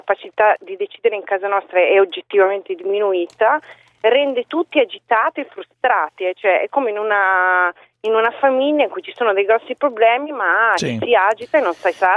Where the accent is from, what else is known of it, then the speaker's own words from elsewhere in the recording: Emilia-Romagna, Italy; quando ritorno dalle mie parti, e cioè in Emilia Romagna, che appunto non è una zona di destra.